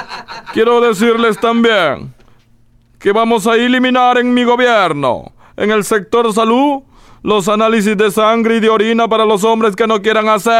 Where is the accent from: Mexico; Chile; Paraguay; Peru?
Peru; yo le decía a los gringos: yo soy peruano